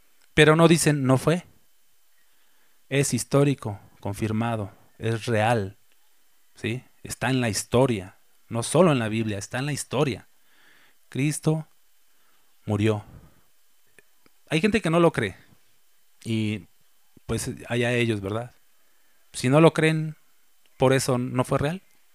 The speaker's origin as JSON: {"language": "Spanish", "region": "Mexico City", "country": "Mexico", "said": "Yo soy chilango. Saludos a todos mis compatriotas chilangos."}